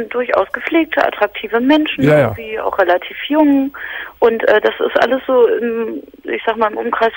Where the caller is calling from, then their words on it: Berlin, Germany; Und zwar hat bei uns in Berlin-Charlottenburg